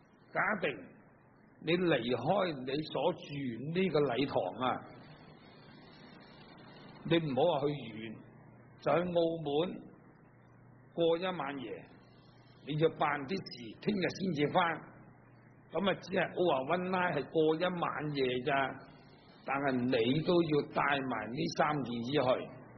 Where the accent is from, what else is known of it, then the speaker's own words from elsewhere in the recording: China; 我哋中國人嘅衣服，因為我哋中國咧比較咧印度嚟講咧係凍咗好多。